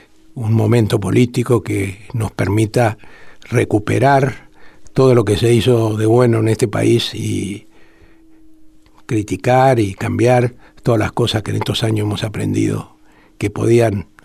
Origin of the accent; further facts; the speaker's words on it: Argentina; como tantos argentinos